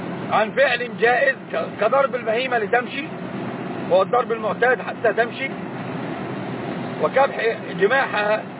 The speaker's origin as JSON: {"language": "Arabic", "country": "Egypt", "said": "ما طبعا غير عندنا في مصر،"}